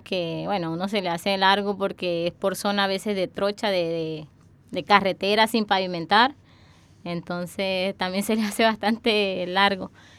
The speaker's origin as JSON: {"language": "Spanish", "town": "Guamal", "region": "Magdalena", "country": "Colombia", "tie": "born there", "said": "Yo nací en Guamal, Magdalena, en Colombia. En un pueblo de la costa norte de Colombia, por donde pasa el río Magdalena y está, la verdad, es una zona de clima cálido."}